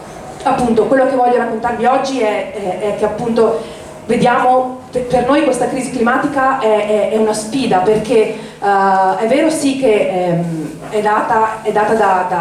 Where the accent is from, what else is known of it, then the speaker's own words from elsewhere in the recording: Venice, Veneto, Italy; Vengo da Venezia, in cui, come saprete tutti, in questi giorni sta vivendo una situazione drammatica.